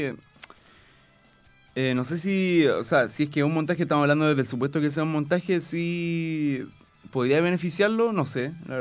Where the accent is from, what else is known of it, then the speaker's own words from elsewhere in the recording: Iquique, Tarapacá, Chile; con mi experiencia como nacido y criado en Iquique